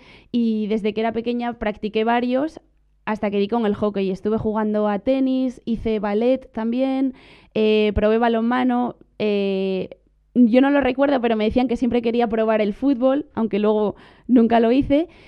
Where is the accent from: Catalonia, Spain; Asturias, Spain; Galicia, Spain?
Asturias, Spain; Gijón; Pues comencé a jugar a hockey en mi ciudad natal, en Gijón, Asturias